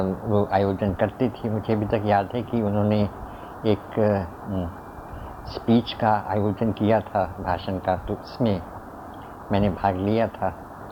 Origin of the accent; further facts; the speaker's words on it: Shimla, Himachal Pradesh, India; मेरा बचपन तो शिमला में ही गुजरा जैसा आप जानते हैं, और मेरा आरंभ के 7-8 वर्ष वहीं पर मैंने स्कूल में बिताए।